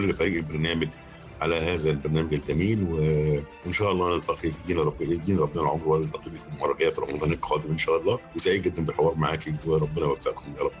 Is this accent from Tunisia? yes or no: no; Alexandria, Alexandria Governorate, Egypt; now in Cairo, Egypt; أنا لما جيت القاهرة هنا ما كنتش طايقها، لان انا اسكندراني مش واخد على الزحمه دي، وانا جيت طبعا القاهره